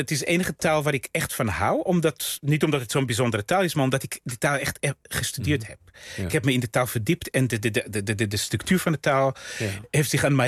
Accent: Israel; first language Russian; Dutch is a second language; now in Netherlands; Ik ben opgegroeid in Israël, dus met ouders die, toen ik klein was, nog nauwelijks Hebreeuws spraken. Dus ik had echt een immigrantentaal.

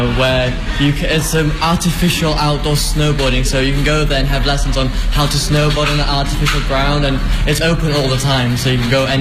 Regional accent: Wales, United Kingdom; I come from Wales in the UK.

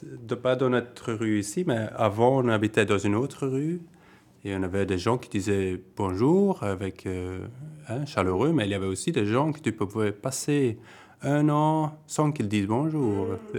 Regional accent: Hasselt, Flanders, Belgium; born there; also born or lived in Liège; now in Tongeren, Belgium; Moi, je suis né à Hasselt, c'est la capitale de la province de Limbourg. C'est à une demi-heure d'ici. Et puis, j'ai habité à Liège, la grande ville de la Wallonie. C'est à 20 minutes ici. Et maintenant, ça fait presque 5 ans que j'habite ici à Tongres.

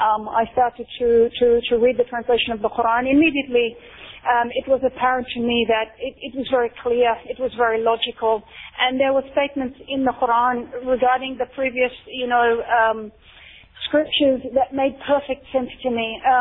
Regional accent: Australia; as an Australian Muslim I have felt that we need to start building these bridges

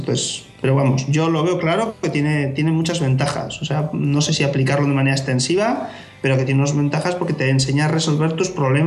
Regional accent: Basque Country, Spain; now in Aalborg, Denmark; Igual para nosotros que venimos de España no tanto, aunque en Euskadi también son caros los pisos

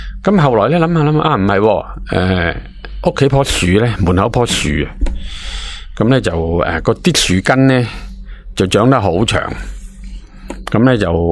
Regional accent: China; 咁西人咧就冇我哋中国人咁好镬气啊

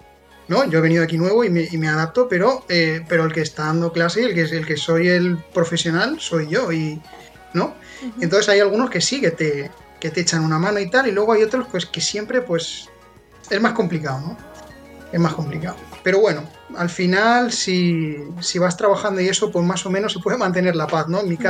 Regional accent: Alicante, Valencian Community, Spain; yo no soy de novelda, ¿no? Soy de Alicante

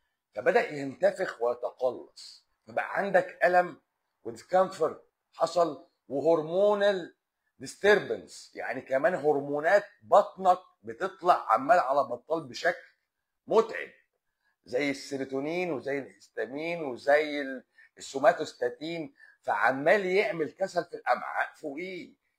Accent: Lebanon; لا انا لبناني. انا في لبنان، انا بكلمك من لبنان شخصيا.

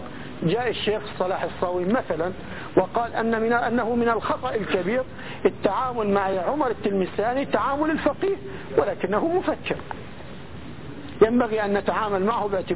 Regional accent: Palestine; في مثل عندنا في بلادنا، احنا قرويين فلسطينيين قرويين

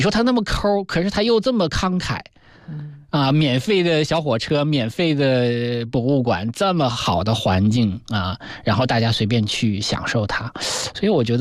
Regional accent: China; 我中国人嘛

